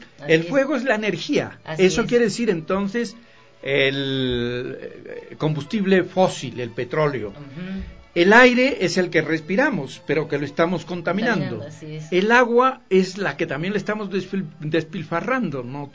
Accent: Ecuador; Pero resulta que así somos los ecuatorianos.

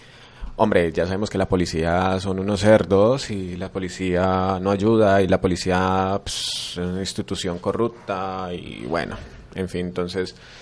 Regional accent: Cali, Valle del Cauca, Colombia; Cali es una ciudad, como el mismo nombre lo dice, Cali es una ciudad caliente

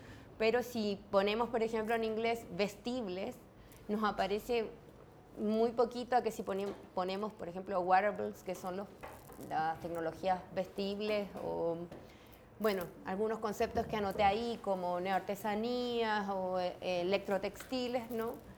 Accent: Chile; Yo soy de Chile, pero hace varios años que ya estoy haciendo viajes por distintos lugares

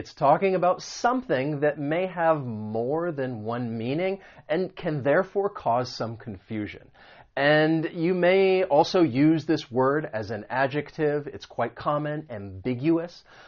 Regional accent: the South, United States; well, I grew up in the South, but there are quite a few different places all over the country where I have lived.

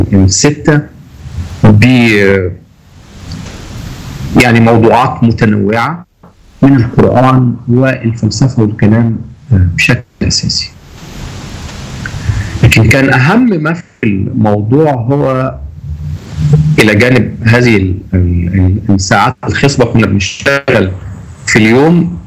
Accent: Egypt; انا بحس دايما انا لما بخرج من مصر ان انا غريب وحاسس ان انا غريب

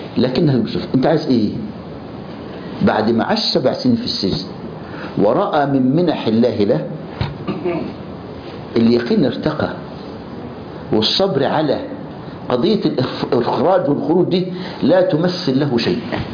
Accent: Egypt; ولغاية النهاردة المعتقل عندنا في مصر يلبسوه جلابية بيضة

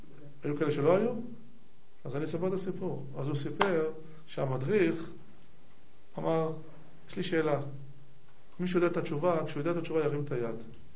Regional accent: Tel Aviv, Tel Aviv District, Israel; אני אומר לו, תל אביבי.

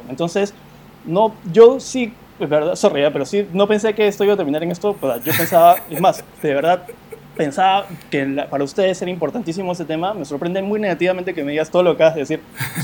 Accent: Peru; ¿Cómo yo me reconozco como peruano si no tengo idea qué es la música peruana en general

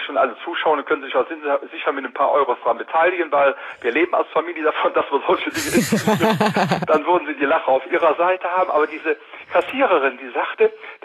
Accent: Cologne, North Rhine-Westphalia, Germany; Und wir wollten auch nicht in Köln, wir sind Kölner, wollten wir nicht irgendwo auffallen

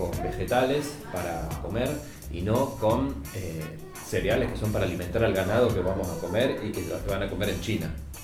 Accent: Argentina; somos los argentinos una cultura de comer carne, es un ritual el asado, es una costumbre muy arraigada.

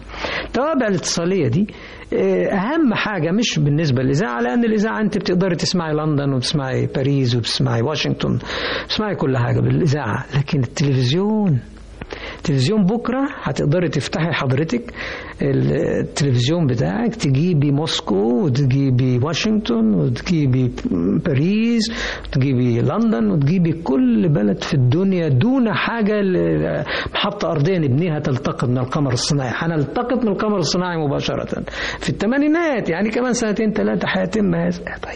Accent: Mansoura, Dakahlia, Egypt; بحن طبعا الى المنشأ اللي نشأت فيه، منصورة مثلا، بلدنا يعني على النيل، جميلة جدا ولها شكل معين وفي مواطن جمالية متعددة جدا، برضو بحن وبسافر لها.

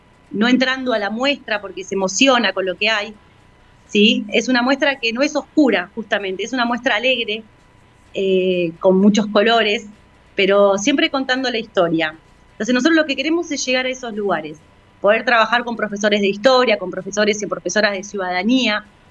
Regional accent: Argentina; lo que nos pasó como argentinos y argentinas

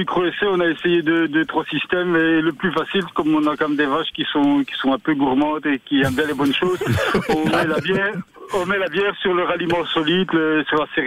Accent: Wallonia, Belgium; pourquoi on ne peut pas appliquer ce système, cet itinéraire d'élevage chez nous en Belgique et en Wallonie

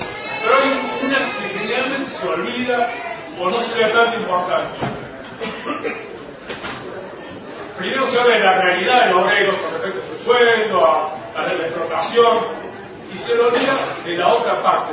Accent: Córdoba, Argentina; Como jubilado cordobés, nosotros lo conseguimos con luchas.

